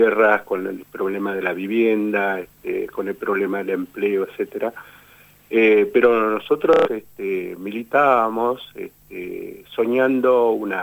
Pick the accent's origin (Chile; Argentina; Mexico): Argentina; San Francisco Solano, Buenos Aires Province; Teníamos una cierta vergüenza de decir que éramos de San Francisco Solano, ¿no?